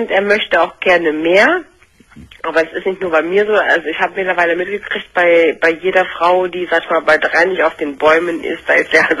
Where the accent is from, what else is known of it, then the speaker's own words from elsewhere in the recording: Leverkusen, North Rhine-Westphalia, Germany; Ich komme aus Leverkusen, das ist also jetzt hier so Kölner Raum, Karneval.